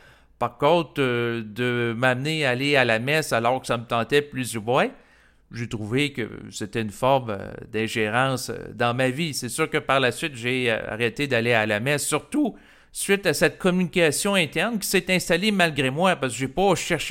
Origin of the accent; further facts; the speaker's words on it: Quebec, Canada; je suis un Québécois qui a grandi dans une culture canadienne-française où les gens étaient à majorité catholiques.